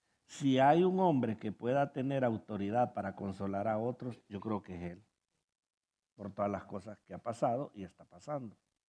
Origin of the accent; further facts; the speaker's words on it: Honduras; Y más si somos hondureños, porque en Honduras viera que le gusta poner una canción